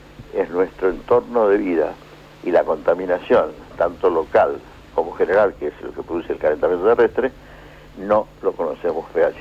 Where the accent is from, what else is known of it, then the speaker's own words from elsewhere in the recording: Argentina; Y yo tuve que decir una frase bastante dolorosa como argentino